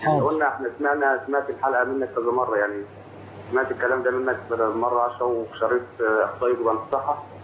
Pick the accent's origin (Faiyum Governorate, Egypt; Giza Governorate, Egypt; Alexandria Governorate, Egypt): Faiyum Governorate, Egypt; Faiyum; moved away as an adult; now in Libya; انا من الفيوم.